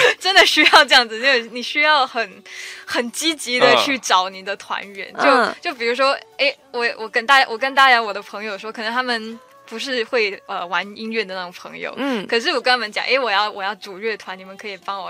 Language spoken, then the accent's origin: Chinese; Singapore; 因为我是新加坡人嘛，我不是英语那个英语系的国家